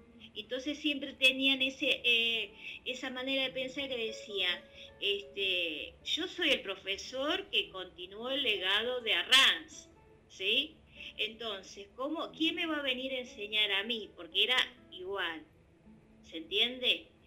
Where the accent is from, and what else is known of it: Ituzaingó, Buenos Aires Province, Argentina